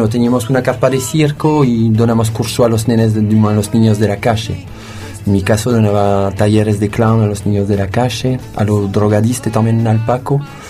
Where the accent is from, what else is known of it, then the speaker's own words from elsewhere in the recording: France; Spanish is a second language; moved away as an adult; also born or lived in Spain / Chile; now in Cusco, Peru; soy francés, tengo 41 años y vive bastante. ¿Cuánto tiempo en Francia vive? No me acuerdo, pero 2001 me fui de Francia para vivir en España